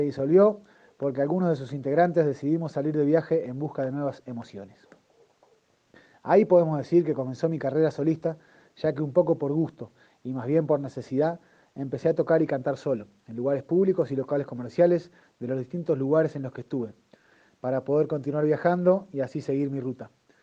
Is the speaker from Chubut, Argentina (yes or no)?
no; Villa Ciudad Parque, Córdoba, Argentina; cantor de mi pueblo, Villa Ciudad Parque, Valle de Calamuchita. Tengo 42 años